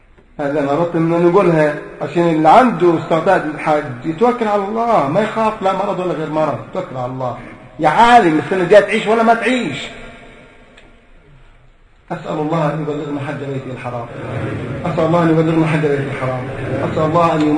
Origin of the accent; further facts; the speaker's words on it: Egypt; احنا عندنا في مصر وصلت 5000 وشوية يورو